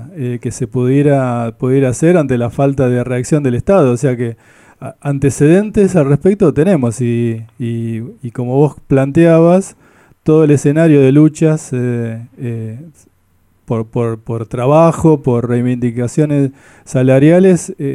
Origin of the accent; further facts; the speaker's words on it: La Plata, Buenos Aires Province, Argentina; nosotros somos de La Plata